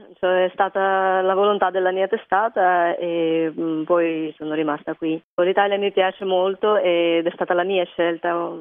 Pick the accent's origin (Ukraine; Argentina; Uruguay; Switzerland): Ukraine; Kharkiv, Kharkiv Oblast; Italian is a second language; now in Italy; Io vengo da Kharkiv, è la seconda città dell'Ucraina, conta 1,5 milioni di abitanti e dista una 40 di chilometri dal confine con la Russia.